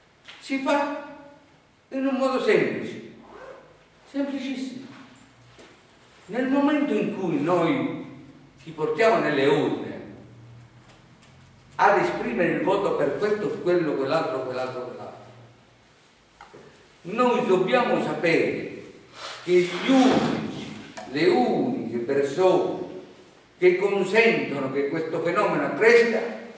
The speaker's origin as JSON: {"language": "Italian", "region": "Calabria", "country": "Italy", "moved": "yes", "said": "io sono un calabrese. E non perché sono un calabrese mi sento tirato in causa, perché sono un calabrese onesto. Vivo in Lombardia"}